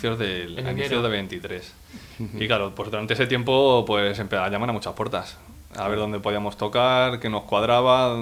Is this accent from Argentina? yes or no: no; Madrid, Community of Madrid, Spain; lo puedes hacer en Madrid, nosotros somos de Madrid